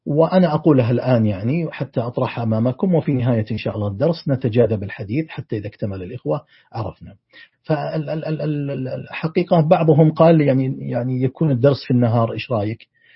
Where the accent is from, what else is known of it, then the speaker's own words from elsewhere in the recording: Saudi Arabia; في تقويم أم القرى عندنا في السعودية